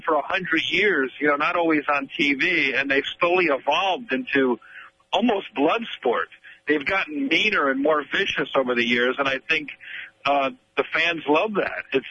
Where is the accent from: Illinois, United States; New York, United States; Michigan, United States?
New York, United States; New York City; Well, I'm a New Yorker, so he's like an icon for us.